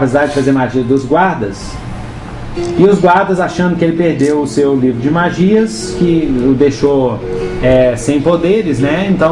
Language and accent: Portuguese; Minas Gerais, Brazil; Mas é verdade, eu sou mineiro e é assim mesmo.